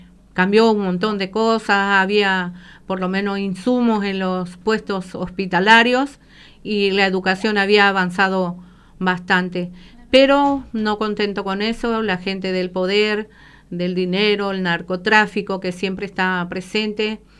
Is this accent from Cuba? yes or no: no; Paraguay; now in Buenos Aires, Argentina; porque nosotros tenemos muchos compatriotas aquí en la Argentina. Acá en Barracas prácticamente somos todos paraguayos, hay muy poca gente de otro país acá, así que esta es una villa de paraguayos